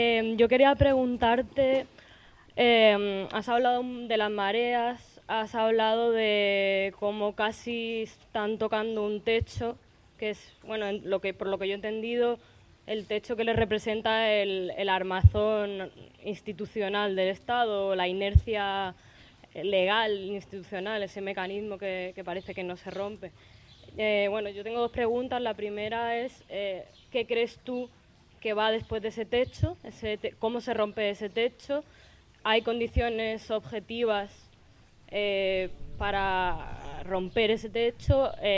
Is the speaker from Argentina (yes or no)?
no; Málaga, Andalusia, Spain; now in Madrid, Spain; yo vivo en Madrid y yo soy de Málaga.